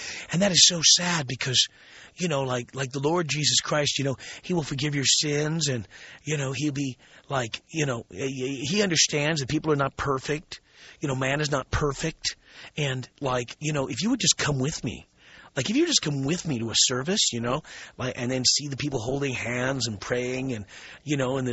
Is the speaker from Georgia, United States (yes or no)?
no; New York City, New York, United States; We're 150 miles from Manhattan. I grew up in New York City.